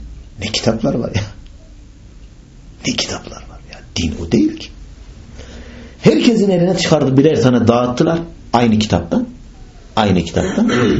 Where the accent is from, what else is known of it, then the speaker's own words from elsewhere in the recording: Bayburt, Turkey; Bayburtluyum, ben Bayburtluyum.